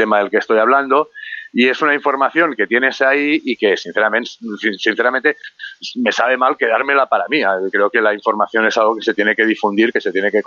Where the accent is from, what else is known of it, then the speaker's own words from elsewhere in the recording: Barcelona, Catalonia, Spain; Yo soy de Barcelona, soy del barrio del Guinardó y en ese barrio, que está muy cerca del barrio de Gracia